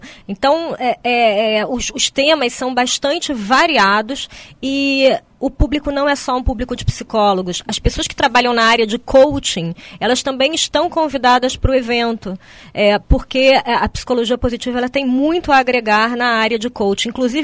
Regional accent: Brazil; E nós, como brasileiros, nós temos a honra de estar sediando esse evento aqui em Foz

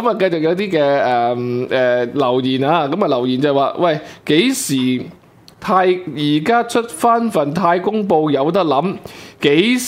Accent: Hong Kong; 係咯，點解唔係我哋香港人自己做

